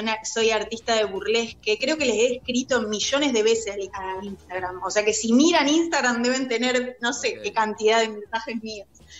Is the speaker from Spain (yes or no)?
no; Acebal, Santa Fe, Argentina; de la temporada me vine a un pueblo de acá, de Santa Fe, yo soy de Acebal, vivo acá con mi compañero, y los dos somos artistas